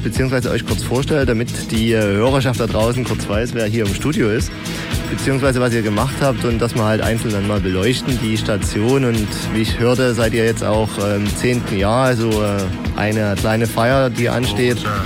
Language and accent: German; Radeberg, Saxony, Germany; Wir kommen alle zusammen aus Radeberg.